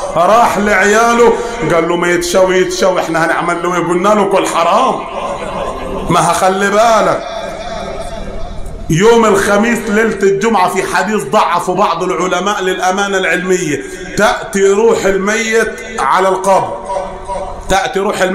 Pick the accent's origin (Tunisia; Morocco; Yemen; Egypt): Egypt; Upper Egypt; زي ما بنقول عندنا في الصعيد هنا